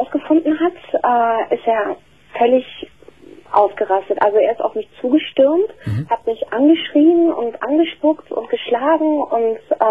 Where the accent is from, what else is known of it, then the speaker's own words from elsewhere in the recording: Germany; ich bin hier geboren und auch hier aufgewachsen